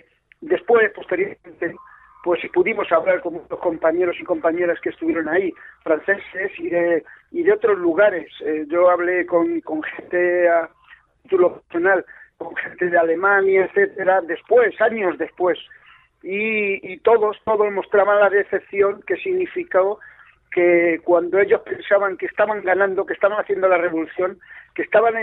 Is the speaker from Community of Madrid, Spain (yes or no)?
yes; Madrid, Community of Madrid, Spain; yo que soy de Vallecas, estaba con comunistas